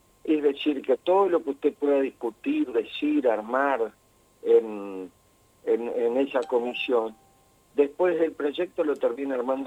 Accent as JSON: {"language": "Spanish", "region": "Santa Fe", "country": "Argentina", "said": "a ningún santafesino nos explicó en qué nos iba a beneficiar"}